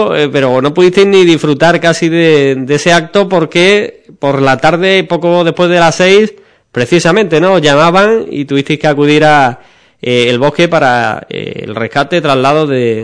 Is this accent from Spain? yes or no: yes; Ubrique, Andalusia, Spain; Soy de Ubrique, la mayoría, también algunos de Villamartín